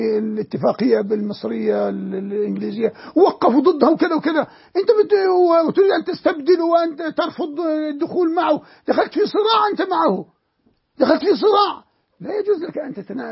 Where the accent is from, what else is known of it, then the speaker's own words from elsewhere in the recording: Jordan; عندنا في الأردن، لا نريد أن نذهب بعيدا هنا وهنا وهنا